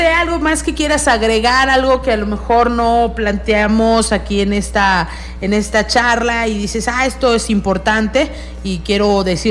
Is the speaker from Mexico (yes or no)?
yes; Mexico; hay que seguir recuperando estas tradiciones y seguir defendiendo nuestras tradiciones mexicanas